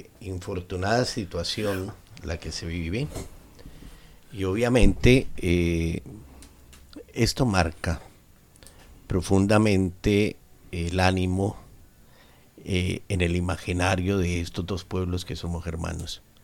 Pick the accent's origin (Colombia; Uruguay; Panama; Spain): Colombia; now in Argentina; Yo soy colombiano y naturalizado argentino.